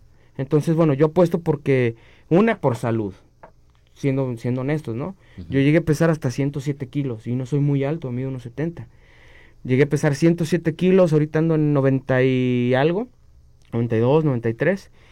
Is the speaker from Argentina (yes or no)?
no; Mexico; soy mexicano